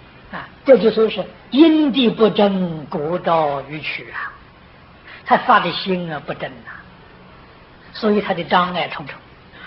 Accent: China; 我们是现代人，又不是古人。我是中国人，又不是印度人

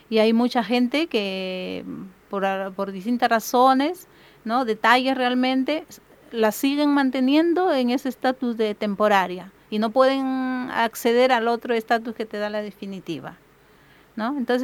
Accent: Chimbote, Ancash, Peru; Yo soy de Chimbote, ¿no?

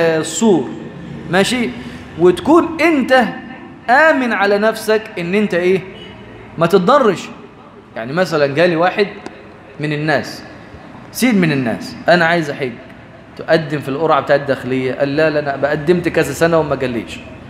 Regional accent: Egypt; احنا كمصريين بنموت في التسليك

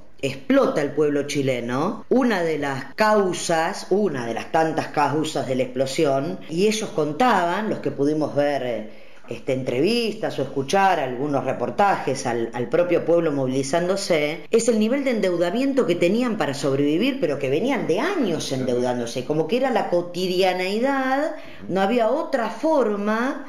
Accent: Argentina; como pueblo, como nación argentina

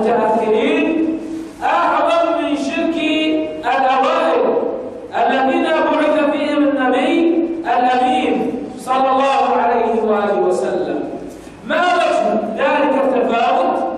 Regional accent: Bahrain; الرافضة عندنا في البحرين كثر

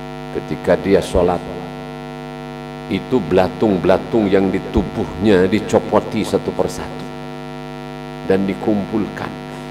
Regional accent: West Java, Indonesia; saya juga orang Jawa, jangan tersinggung. Jawa Barat.

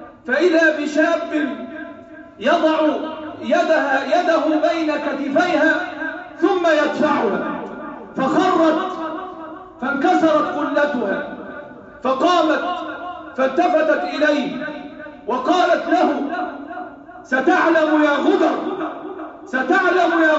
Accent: Egypt; احفظ بلادنا مصر وسائر بلاد المسلمين،

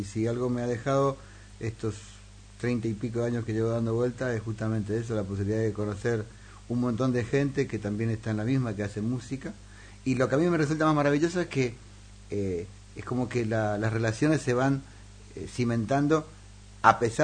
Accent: Resistencia, Chaco, Argentina; moved away; yo dejé mi ciudad natal, que es Resistencia, en el Chaco, en Argentina, que está a 1.000 kilómetros de Buenos Aires. En realidad estoy mucho más cerca de Paraguay que de Buenos Aires.

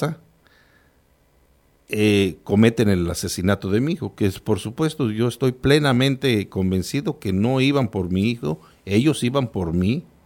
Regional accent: State of Mexico, Mexico; Yo vengo de una zona caliente, en una zona rural. A veces hablar de decir yo vengo del Estado de México, uno imaginaría, ah, pues es de una zona urbana. No, yo vengo de una zona rural completamente, donde un municipio que apenas tiene 35 mil habitantes, que colindamos con el Estado de Guerrero

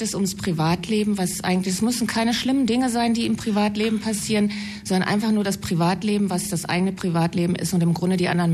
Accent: Bochum, North Rhine-Westphalia, Germany; Ich komme aus Bochum und ich kenne Sie.

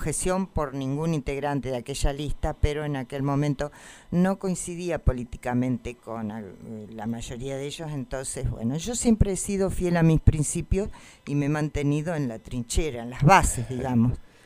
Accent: Ingeniero Luiggi, La Pampa, Argentina; E hizo el mismo trazado para mi pueblo, Ingeniero Luigi, en el norte de la provincia.

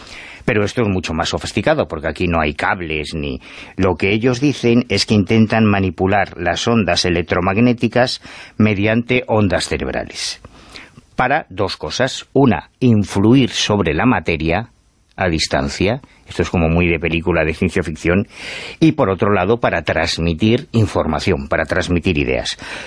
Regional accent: Madrid, Community of Madrid, Spain; Sí, sí, y de Carabanchel.

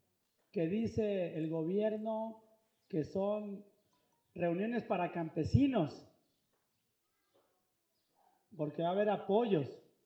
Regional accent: Temacapulín, Jalisco, Mexico; Aquí sí hay mujeres, como en mi pueblo también hay mujeres, en Temacapulín.

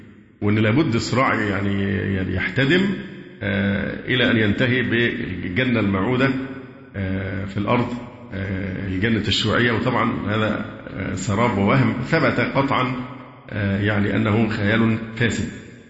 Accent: Egypt; لأن هذا مشهور و يعني ذائع بالذات عندنا في مصر هنا

